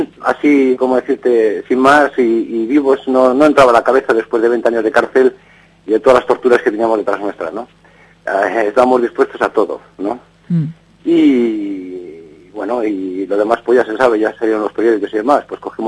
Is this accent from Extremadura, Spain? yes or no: no; Vigo, Galicia, Spain; soy gallego. Oh. Soy gallego de Vigo. Nací, pues, en, era, pues, no sé cómo decirte, muy pobre.